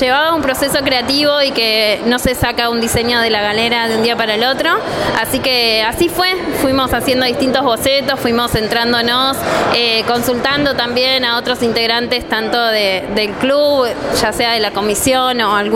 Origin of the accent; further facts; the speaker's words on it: Cañuelas, Buenos Aires Province, Argentina; Yo nací en Cañuelas y me crié también en este club